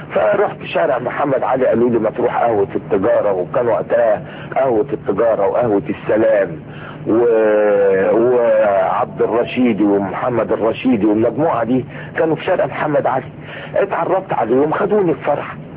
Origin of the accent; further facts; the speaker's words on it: Suez, Suez Governorate, Egypt; انا من السويس، من مدينه السويس.